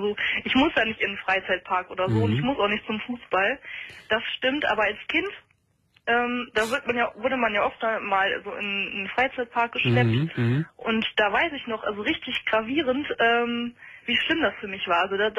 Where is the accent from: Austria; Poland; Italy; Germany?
Germany; Rhineland; Ich bin aus dem Rheinland, ja